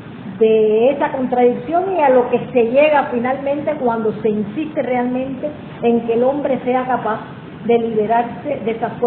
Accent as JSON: {"language": "Spanish", "country": "Cuba", "said": "Y como cualquier cubano más, significa lo mismo que creo que para la mayoría."}